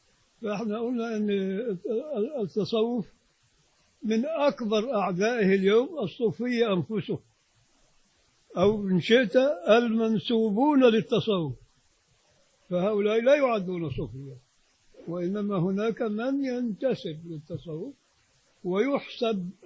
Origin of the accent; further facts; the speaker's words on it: Egypt; نطلع بره في الشارع احنا مواطنين مصريين